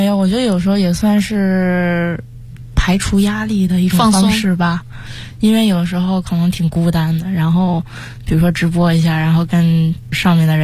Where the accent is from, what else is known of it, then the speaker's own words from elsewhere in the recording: Beijing, China; 不过我觉得最终可能还是会回到北京吧。我还是很喜欢北京的，从小生活在这里，也希望可以陪在爸妈身边。